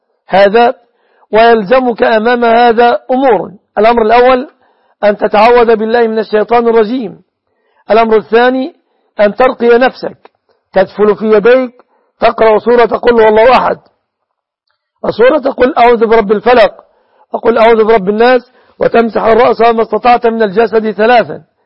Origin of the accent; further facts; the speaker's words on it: Egypt; في بلادنا مصر